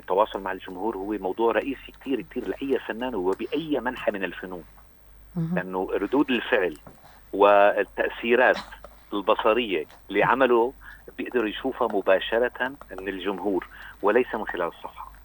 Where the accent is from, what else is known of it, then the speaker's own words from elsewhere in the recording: Damascus, Damascus Governorate, Syria; also born or lived in Safita; أنا من لما كان عمري 10 سنوات أنا مقيم في دمشق. يعني طلعت من الشام لما تخرجت مهندس.